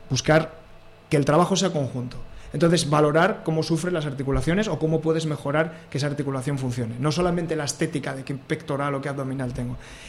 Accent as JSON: {"language": "Spanish", "town": "Oviedo", "region": "Asturias", "country": "Spain", "tie": "born there", "lives_now": "Gijón, Spain", "said": "aquí en Gijón, que es una zona llana, porque bueno, yo que nací en Oviedo, salir andando en bici en Oviedo es encantador"}